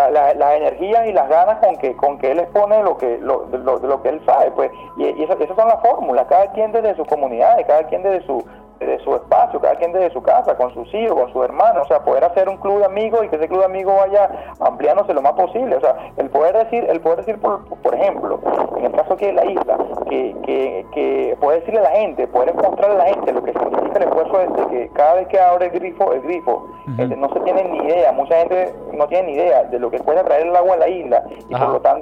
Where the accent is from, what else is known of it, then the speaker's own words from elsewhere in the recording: Venezuela; Yo creo que como buenos venezolanos, como venezolanos con esa estirpe de vivir al día